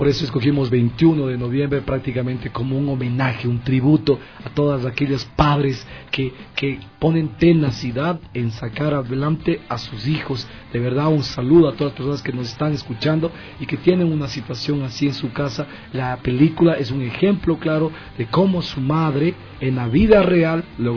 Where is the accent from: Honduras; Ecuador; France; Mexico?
Ecuador; Somos ecuatorianos